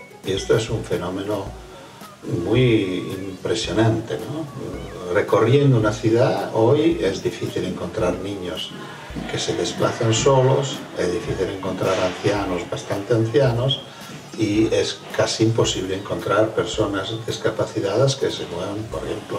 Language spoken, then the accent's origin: Spanish; Fano, Marche, Italy; En un pequeño pueblo, que es mi pueblo natal, Fano